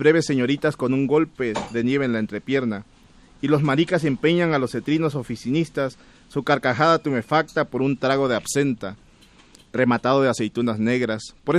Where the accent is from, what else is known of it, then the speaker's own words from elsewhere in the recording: Chiapas, Mexico; born there; alguien que nació en la región del Soconusco donde yo nací